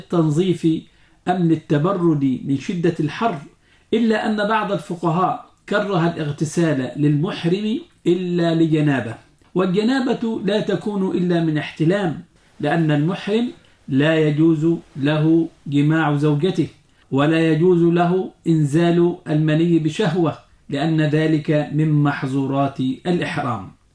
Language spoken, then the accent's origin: Arabic; Egypt; وهو ما يعرف عندنا في مصر بالكمر